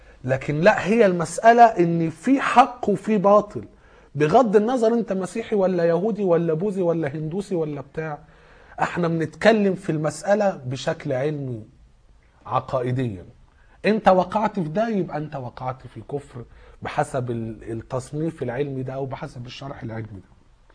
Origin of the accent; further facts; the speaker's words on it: Egypt; عندنا في مصر